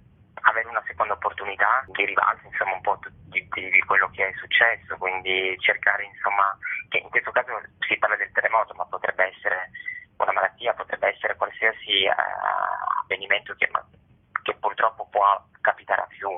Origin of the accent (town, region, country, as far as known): Turin, Piedmont, Italy